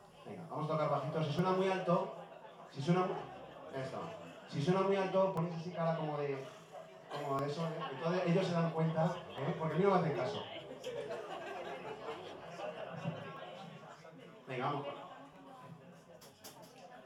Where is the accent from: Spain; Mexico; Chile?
Spain; Pinto, Community of Madrid; Estamos aquí la escuela de Pinto entera. Aquí somos todos de Pinto.